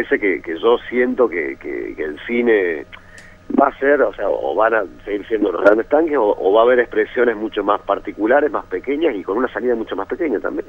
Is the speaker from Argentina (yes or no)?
yes; Córdoba, Argentina; no creo que soy el único cordobés en todo el equipo